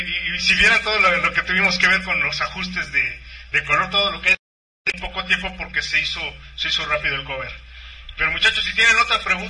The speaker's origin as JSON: {"language": "Spanish", "country": "Mexico", "said": "un orgullo que como mexicano, como artista mexicano"}